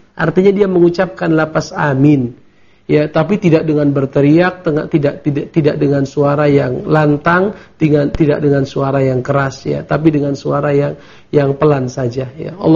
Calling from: Bukittinggi, West Sumatra, Indonesia; Saya dari Bukit Tinggi ingin bertanya

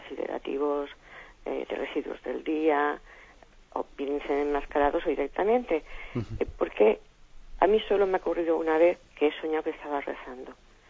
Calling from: Alicante, Valencian Community, Spain; de Alicante.

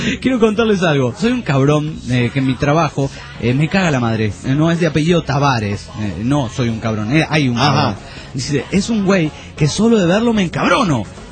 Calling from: Cárdenas, Tabasco, Mexico; de Cárdenas, Tabasco, México, y quiero decirles que su programa está de poca madre.

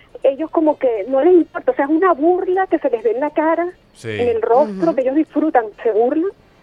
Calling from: Horizonte, Miranda, Venezuela; de aquí de Horizonte, municipio Sucre, del estado Miranda.

